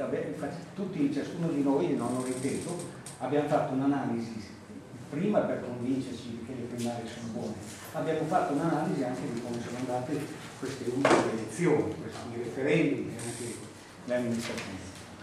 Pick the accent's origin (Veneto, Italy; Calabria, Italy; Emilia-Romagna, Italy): Emilia-Romagna, Italy; now in Como, Italy; Io vengo dall'Emilia, va bene, e conosco tante città dell'Emilia